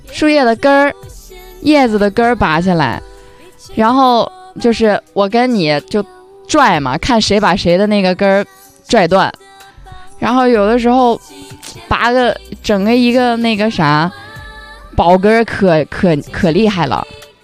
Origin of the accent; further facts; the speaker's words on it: Baotou, Inner Mongolia, China; 不是，我家是包头的